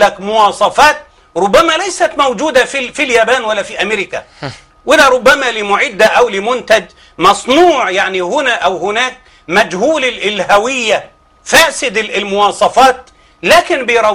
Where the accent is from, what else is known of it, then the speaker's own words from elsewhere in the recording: Egypt; وأنا بصفتي من الريف